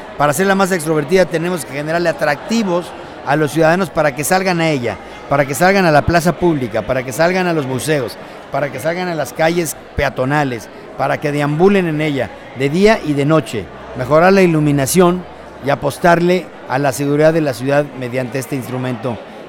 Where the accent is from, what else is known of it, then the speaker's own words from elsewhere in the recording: Mexico City, Mexico; soy arquitecto, vengo de la Ciudad de México y actualmente estoy encargado del desarrollo urbano y de la vivienda en la Ciudad de México.